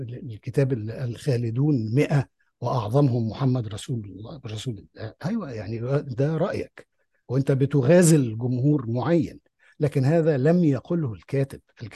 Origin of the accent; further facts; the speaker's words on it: Egypt; أنا إنسان مصري عربي لي آرائي واقتناعاتي